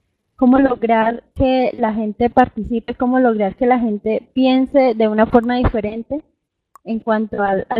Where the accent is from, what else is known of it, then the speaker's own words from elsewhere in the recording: Bucaramanga, Santander, Colombia; Soy de Bucaramanga.